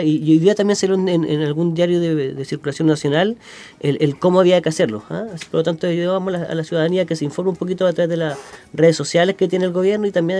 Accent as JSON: {"language": "Spanish", "country": "Chile", "said": "Y que esperemos, como todo chileno, que salga de la mejor manera."}